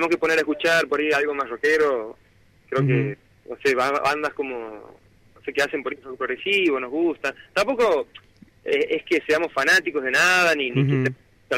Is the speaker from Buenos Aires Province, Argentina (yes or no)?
no; Santiago del Estero, Argentina; Somos todos de Santiago Capital.